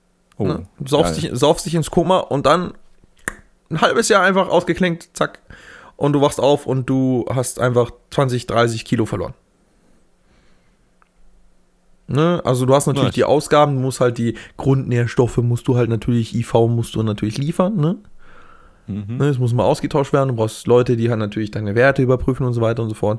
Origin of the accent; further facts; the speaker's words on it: Bavaria, Germany; moved away; Ja, jetzt sind wir beide aus Niederbayern rausgezogen und dann.